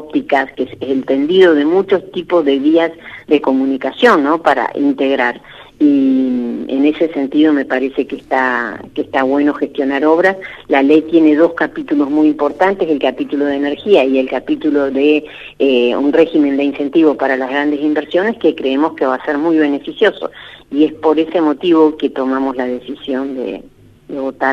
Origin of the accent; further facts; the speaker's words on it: Luis Beltrán, Río Negro, Argentina; now in Choele Choel, Argentina; yo vivo en Choele. O sea, yo vivo en Choele, soy de Beltrán, pero vieron ustedes que esto de ser de Beltrán y de Choele es casi lo mismo, porque estamos a 12 kilómetros, y vivo en Choele desde que me recibí